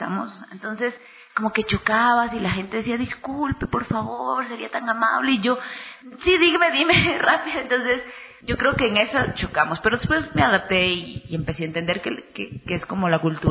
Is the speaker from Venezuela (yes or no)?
no; Ecuador; tengo 29 años, practico karate ya hace 13 años, soy ecuatoriana, pero mi madre es colombiana. Madre colombiana, padre ecuatoriano